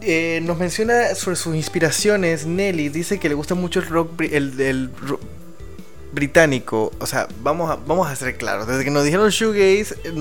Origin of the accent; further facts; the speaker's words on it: El Salvador; moved away as an adult; now in Panama; yo soy de El Salvador. Tengo un poquito más de 5 años viviendo en Panamá. Llegué en marzo de 2014. Y la verdad es que me encanta Panamá. Me ha panameñizado de una manera tan increíble que mi acento se mezcla con el acento local